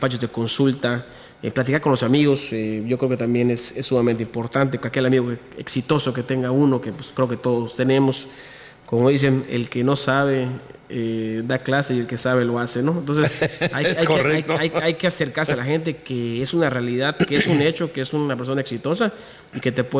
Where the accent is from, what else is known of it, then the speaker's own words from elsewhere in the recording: Mexico; hay que poner nuestro granito de arena como mexicano para crear empleo